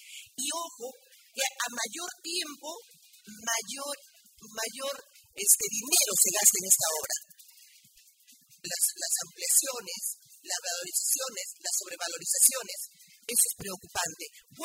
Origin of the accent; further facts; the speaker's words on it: Ventanilla, Callao, Peru; En primer lugar, porque yo sí soy de Ventanilla.